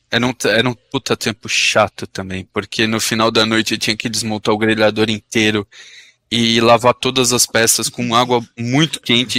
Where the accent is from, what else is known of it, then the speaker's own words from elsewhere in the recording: Brazil; moved away as an adult; Depois disso, eu voltei a trabalhar na minha área que eu saí do Brasil trabalhando.